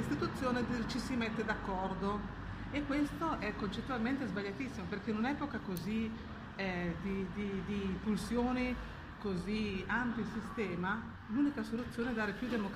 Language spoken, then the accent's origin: Italian; Reggio Emilia, Emilia-Romagna, Italy; Ad esempio a noi, io vengo da Reggio Emilia, ci hanno tolto le circoscrizioni